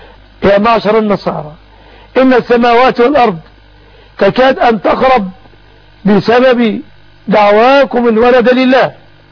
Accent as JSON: {"language": "Arabic", "country": "Egypt", "said": "وحفظ بلادنا مصر آمنة مطمئنة وسائر بلاد"}